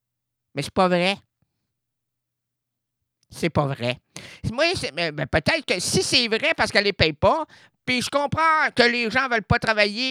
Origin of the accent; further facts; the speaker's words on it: Quebec, Canada; Chez nous au Québec, c'est du foin.